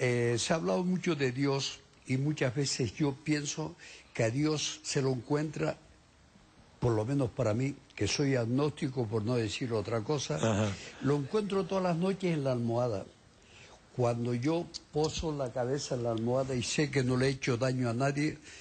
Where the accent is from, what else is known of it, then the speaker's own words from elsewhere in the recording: La Palma, Canary Islands, Spain; siempre hemos visto en los pueblos de los que soy yo, de La Palma, ya